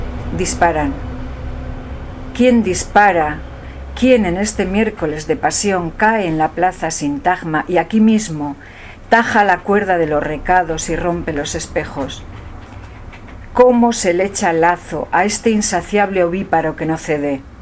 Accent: Castile and León, Spain; Soria es muy fría, mi pueblo es muy frío, o sea, yo hago muchos viajes a esos 9 bajo cero, ¿no?

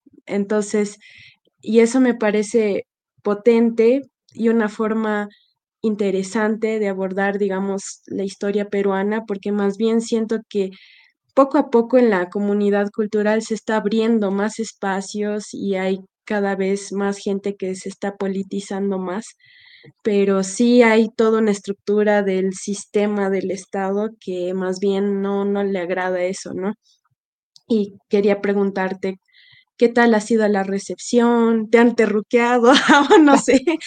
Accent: Bolivia; Todo el lado de mi familia, de mi papá, es de Perú. Yo soy de Bolivia

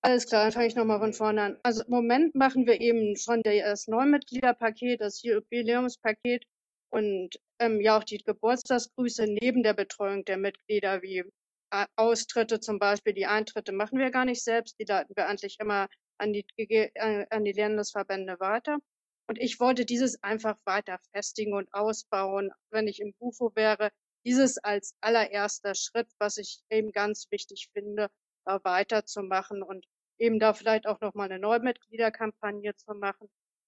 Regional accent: Hamburg, Germany; born there; now in Berlin, Germany; ich bin in Hamburg geboren, aber lebe mittlerweile in Berlin. Geboren 1975

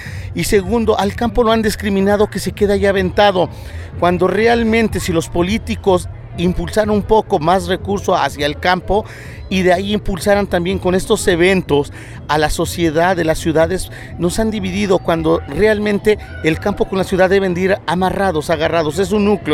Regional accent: Mexico; eso nos perjudica a nosotros como mexicanos

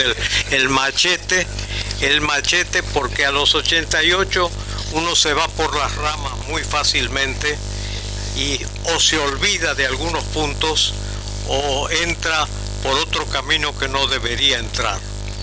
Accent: Rosario, Santa Fe, Argentina; now in Buenos Aires, Argentina; Nosotros venimos de Rosario, somos como unos cuatro mosqueteros que hemos llegado con de distintos trasfondos religiosos, culturales, familiares, personales

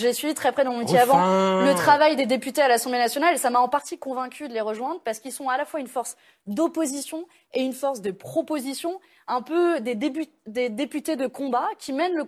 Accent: Provence-Alpes-Côte d'Azur, France; Vous savez, j'ai grandi dans le Var

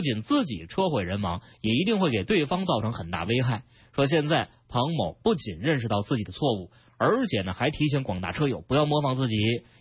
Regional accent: Beijing, China; 你比如说咱们北京人非常熟悉的朝阳区这个大屯路隧道

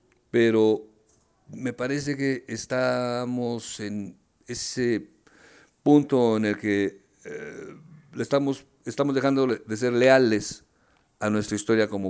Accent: Mexico City, Mexico; born there; Yo nací en la Ciudad de México, te decía hace un rato.

